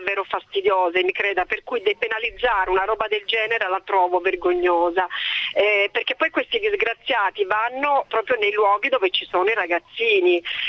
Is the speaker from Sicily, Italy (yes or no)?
yes; Catania, Sicily, Italy; now in Florence, Italy; quando ero ragazzina, stavo ancora a Catania, tra l'altro, ora abito a Firenze.